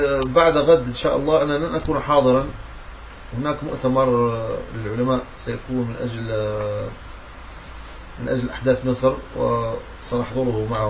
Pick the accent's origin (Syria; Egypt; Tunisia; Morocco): Morocco; يعني أنا من المغرب، من المغرب الأقصى